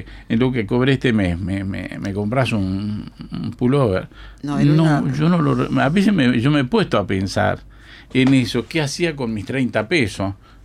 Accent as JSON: {"language": "Spanish", "town": "Yerbalito del Convoy", "region": "Treinta y Tres", "country": "Uruguay", "tie": "born there", "said": "Yo siempre digo, yo nací en el Yerbalito del Convoy."}